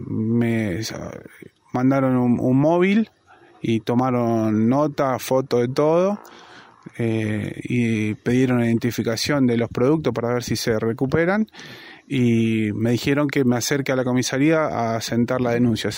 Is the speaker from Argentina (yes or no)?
yes; Buenos Aires, Argentina; Yo soy de Buenos Aires. Estoy haciendo una pequeña casita acá en Las Rabonas.